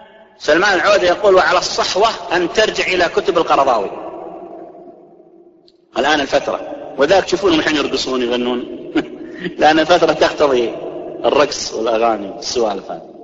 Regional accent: Saudi Arabia; ينتشر عندنا في السعودية

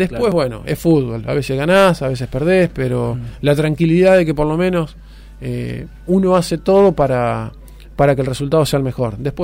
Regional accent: Río Tala, Buenos Aires Province, Argentina; yo me crié en Río Tala.

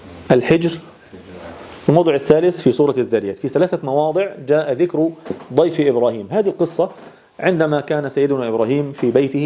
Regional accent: Egypt; يعني احنا حتى عندنا في مصر كمجتمع مصري نادر جدا ما يحدث هذا الأمر

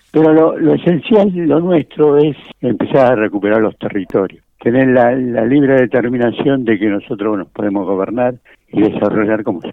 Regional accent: Yavi, Jujuy, Argentina; moved away as an adult; yo nací en Jujuy, en Yavi, y desde que tengo uso de razón he vivido hasta los 18 años en Jujuy

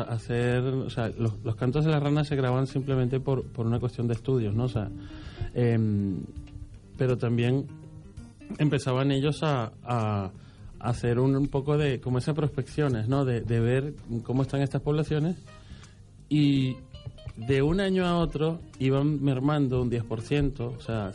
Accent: Venezuela; aunque yo soy de Venezuela, mis padres hace unos años que ya viven en Panamá.

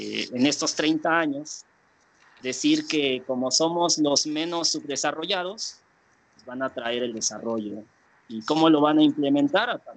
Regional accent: Oaxaca, Mexico; ese es el escenario social y que caracteriza el lugar de donde vengo. Y por otro lado, es importante mencionar que Oaxaca es uno de los estados donde se concentra el mayor número o la mayor diversidad de pueblos indígenas

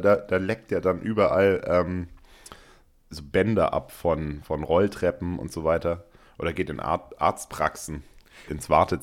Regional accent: Stuttgart, Baden-Württemberg, Germany; Bei uns in Stuttgart, wir haben so viele Ausländer, aber keiner ist Rassist.

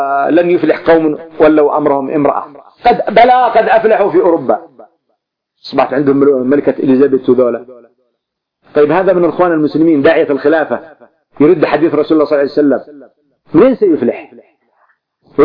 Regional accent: Yemen; كان عندنا في اليمن قبل منذ 20 سنة

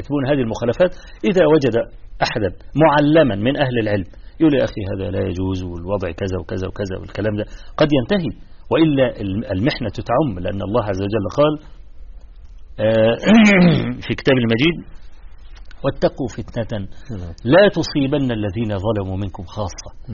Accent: Egypt; في مثلا عندنا في مصر حصل مظاهرة في استاد القاهرة

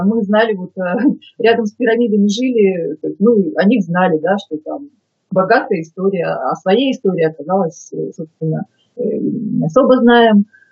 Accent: Yekaterinburg, Sverdlovsk Oblast, Russia; moved away as an adult; also born or lived in Moscow; Я сама родом с Урала, в Екатеринбурге родилась, училась, закончила здесь школу, университет. И в 98 году я уехала в Москву

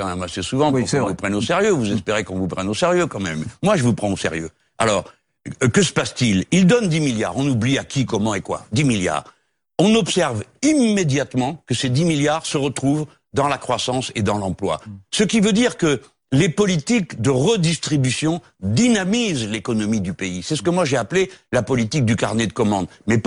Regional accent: France; Bon, nous sommes Français, nous partageons les malheurs et les bonheurs de notre pays.

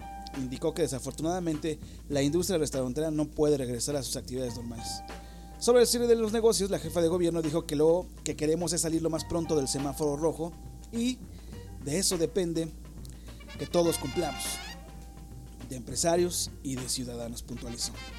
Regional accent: Mexico; a ver si como buenos mexicanos, aguantar, carnal.

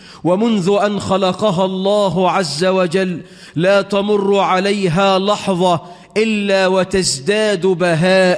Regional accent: Egypt; اللهم اجعل بلدنا مصر أمنا أمانا، رخاء سخاء

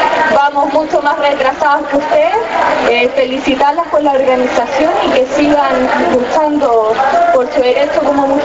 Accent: Chile; Vengo de Chile, un colegio de educación popular, uno de los pocos.

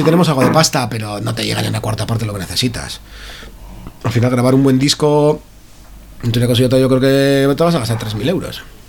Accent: Basauri, Basque Country, Spain; Somos de Basauri, nos pilla todo muy bien

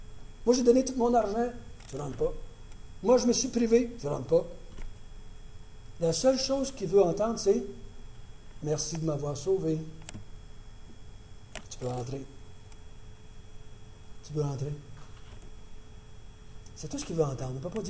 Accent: Quebec, Canada; bon, ben moi, là, je suis pas Juif, je suis Québécois

